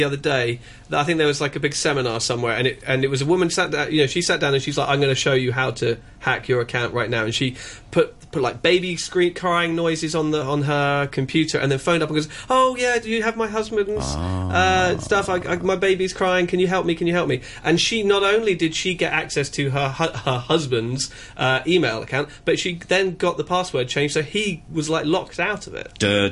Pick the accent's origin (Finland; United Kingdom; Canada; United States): United Kingdom; now in Hong Kong; I'm a British emigrant, but here I'm an immigrant.